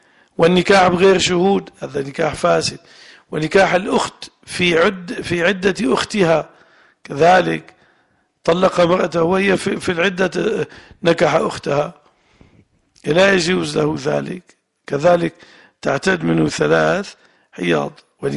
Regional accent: Levant, Syria; المرأة الحرة اللي احنا عندنا في الشام

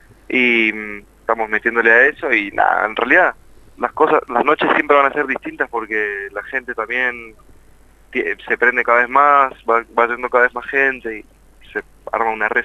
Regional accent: Mendoza, Argentina; now in Buenos Aires, Argentina; porque nosotros venimos de Mendoza y en Capital, estamos viviendo en Capital ya hace muchos años

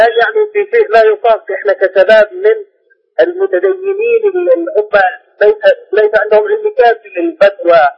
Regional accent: Upper Egypt, Egypt; إحنا عندنا في الصعيد يعني أقصد

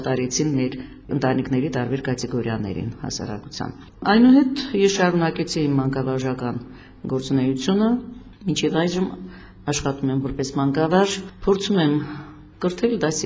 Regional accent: Nagorno-Karabakh, Azerbaijan; որպես հայուհի, որպես մանկավարժ, որպես արցախցի, որպես կին

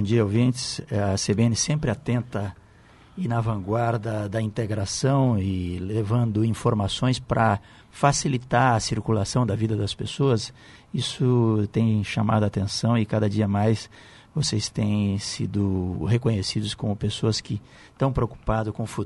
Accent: Foz do Iguaçu, Paraná, Brazil; born there; Eu nasci na foz do Rio Iguaçu, a foz onde está morando agora, nós estamos morando embaixo da ponte.

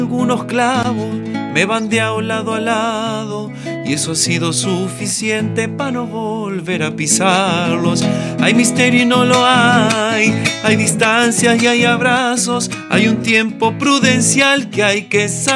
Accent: Pellegrini, Buenos Aires Province, Argentina; born there; Tengo 38 años, nací en Pellegrini, provincia de Buenos Aires.

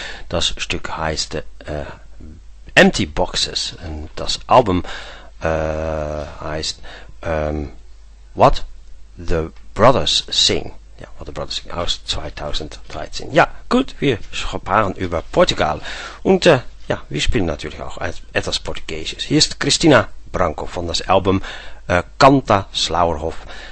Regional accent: Netherlands; German is a second language; now in Denmark; ich original komme ich aus Holland, aber ich wohne seit ja, anderthalb Jahr wohne ich in Denmark, in Dänemark, weil ich geheiratet bin.

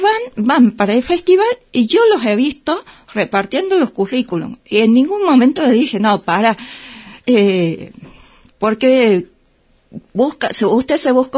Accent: Córdoba, Argentina; Yo que vengo de Córdoba, pasa lo mismo en Carlos Paz

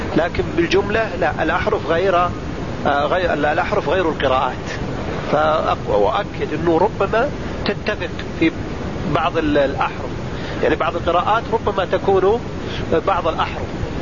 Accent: Saudi Arabia; وعندنا في السعودية هنا بالآلاف المؤلفة

